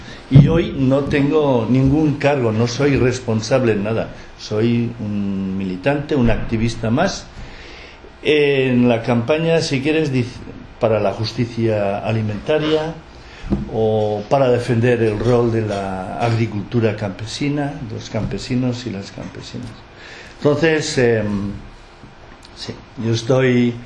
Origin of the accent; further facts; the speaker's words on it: Lekeitio, Basque Country, Spain; Entonces, yo soy de Lequeitio.